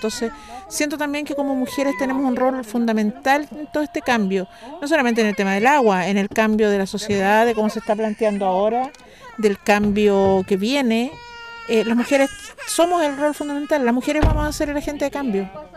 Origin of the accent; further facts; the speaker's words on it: San Fernando, O'Higgins, Chile; soy de San Fernando, de la sexta región, O'Higgins, provincia de Colchagua. San Fernando es la capital de la provincia de Colchagua.